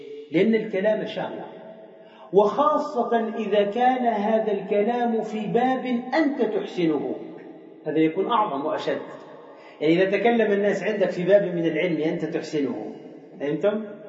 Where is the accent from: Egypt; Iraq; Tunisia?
Tunisia; وإحنا عندنا في تونس نفس الشيء